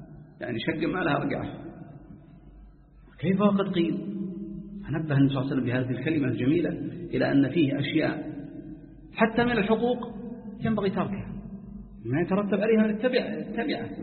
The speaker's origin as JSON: {"language": "Arabic", "town": "Jeddah", "region": "Makkah Province", "country": "Saudi Arabia", "said": "أظن بعض الكتاب عندنا في جدة"}